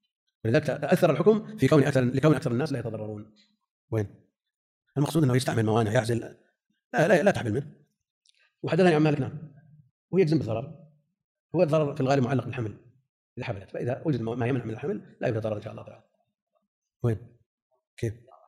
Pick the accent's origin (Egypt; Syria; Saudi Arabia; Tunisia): Saudi Arabia; Najd; يعني عندنا في نجد هذا الظاهر